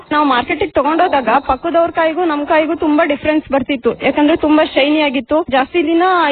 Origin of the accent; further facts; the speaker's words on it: Yadur, Karnataka, India; Haasan district, Alur taluk, Yadur ನನ್ನ ಗ್ರಾಮ.